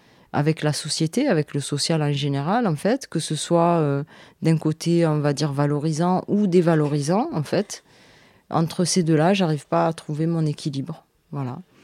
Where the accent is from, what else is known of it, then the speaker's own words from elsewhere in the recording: Marseille, Provence-Alpes-Côte d'Azur, France; je suis née à Marseille. Je suis née à Marseille, j'ai 47 ans. J'ai vécu plein d'époques de Marseille. Et voilà, je suis d'immigrée.